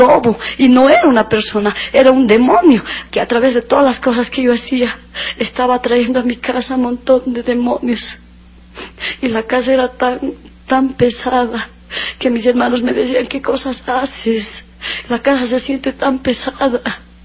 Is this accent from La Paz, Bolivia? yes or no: yes; La Paz, Bolivia; Yo andaba camote, como se dice aquí en La Paz, en mi país, cuando estamos enamorados.